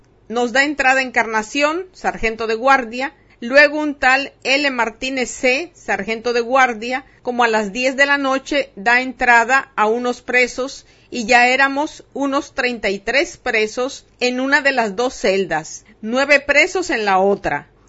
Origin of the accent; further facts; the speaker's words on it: Dominican Republic; Soy ciudadano dominicano, ingeniero civil de profesión